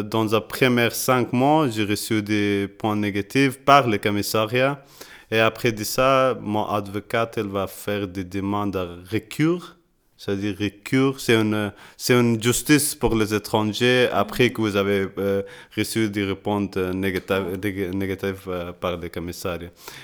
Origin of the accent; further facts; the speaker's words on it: Kabul, Afghanistan; French is a second language; now in Brussels, Belgium; Parce que je suis de Kaboul, le commissariat croit que Kaboul elle était sûre, elle ne sait pas dangereux la même des autres provinces qui sont à Afghanistan.